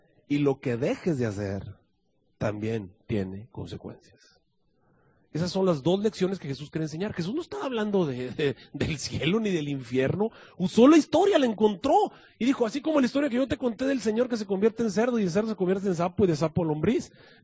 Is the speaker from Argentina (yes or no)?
no; Mexico; cómo somos los mexicanos o cómo somos los seres humanos, o los que asistimos a la iglesia, los adventistas